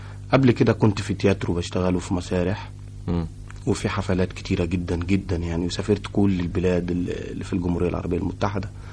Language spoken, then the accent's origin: Arabic; Cairo, Cairo Governorate, Egypt; born there; اتولدت في القاهرة.